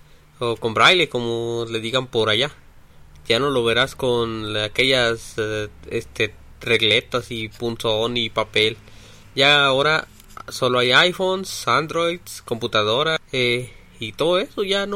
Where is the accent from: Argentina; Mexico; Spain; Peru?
Mexico; de México, tengo 29 años y soy ciego desde los 17.